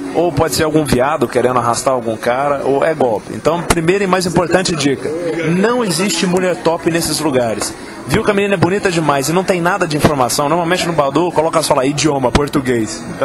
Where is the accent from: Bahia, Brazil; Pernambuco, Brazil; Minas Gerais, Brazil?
Minas Gerais, Brazil; now in São Paulo, Brazil; eu moro em São Paulo desde fevereiro de 2012, eu sou de Minas, vim pra cá e tal.